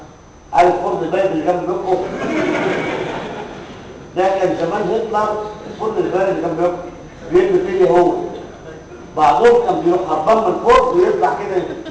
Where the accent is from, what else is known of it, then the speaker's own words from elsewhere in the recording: Egypt; على فكره عندنا في مصر